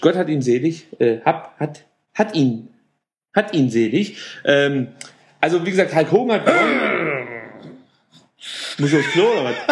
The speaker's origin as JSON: {"language": "German", "region": "Baden-Württemberg", "country": "Germany", "said": "Und also wir müssen dazu sagen, wir kommen ja aus Baden-Württemberg."}